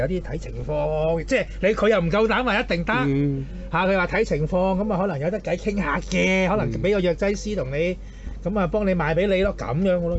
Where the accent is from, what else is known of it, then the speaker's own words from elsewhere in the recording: Hong Kong; 我香港人啊嘛，知嘢唔係大陸仔嚟啊我啊。